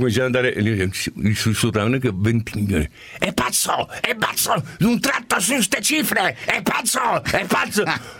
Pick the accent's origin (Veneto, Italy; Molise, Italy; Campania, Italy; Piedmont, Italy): Piedmont, Italy; Turin; born there; io sono nato a Torino